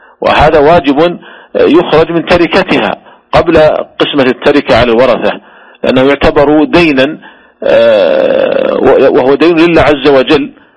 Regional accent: Saudi Arabia

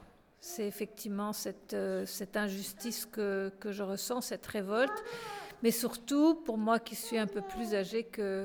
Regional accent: France; puisque moi je suis française et la collaboration a commis des choses atroces en France.

